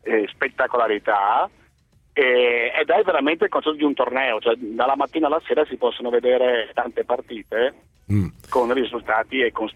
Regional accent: Padua, Veneto, Italy; Io padovano, sono molto legato a questo sport perché è molto popolare nel Veneto, no?

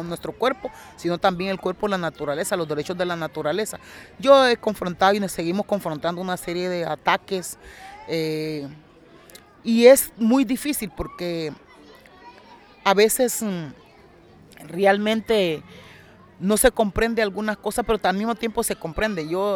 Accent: Honduras; Y yo siempre digo, bueno, mis hijos, mis hijas merecen otro destino, Honduras merece otro destino.

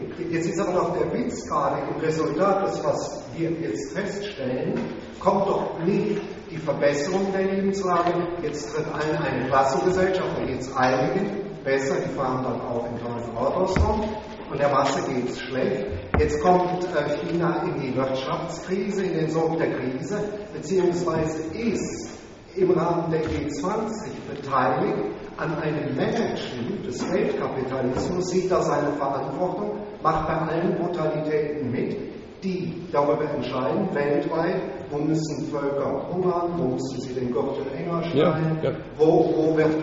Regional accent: Rhineland, Germany; das muss ich mal als Rheinländer sagen

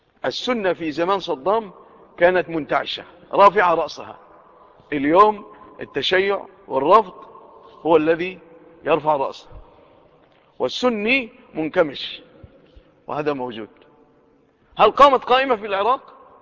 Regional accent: Egypt; لو وقعت في بلادنا مصر لكانت الفتن والقلاقل والفوضى والخوف

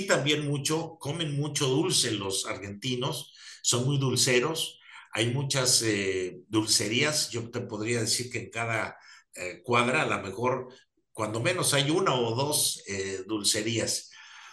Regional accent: Mexico; La reputación que tiene nuestro país o nosotros como mexicanos es maravillosa a nivel mundial.

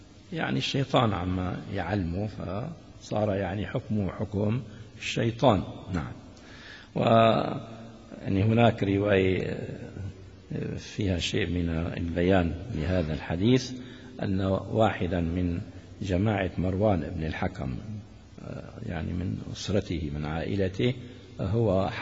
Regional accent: Damascus, Damascus Governorate, Syria; يقولون العامة عندنا في سوريا في دمشق الشام خاصة

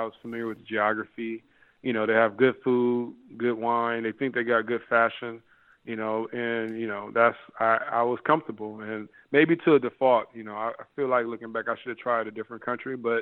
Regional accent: Compton, California, United States; moved away; Like I said, I've traveled all my life. I came from Compton.

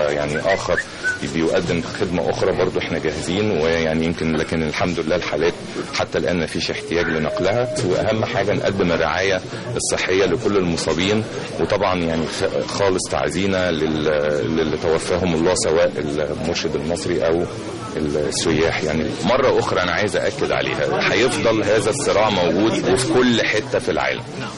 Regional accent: Egypt; ولكن احنا كمان لازم نكون يعني كمصريين كلنا على الوعي

